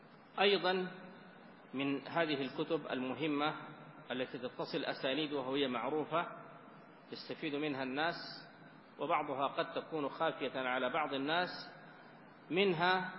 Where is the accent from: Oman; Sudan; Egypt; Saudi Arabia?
Sudan; وإن كان بلدنا السودان يعني فقيرا من مثل هذه المخطوطات